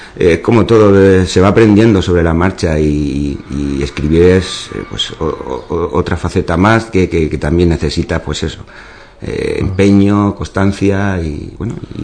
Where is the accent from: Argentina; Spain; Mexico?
Spain; Ubrique, Andalusia; digo, mi juventud la pasé aquí, mi infancia y bueno, y el arraigo que tengo a Ubrique lo considero mi pueblo, ¿no? Las montañas estas las llevo muy presentes siempre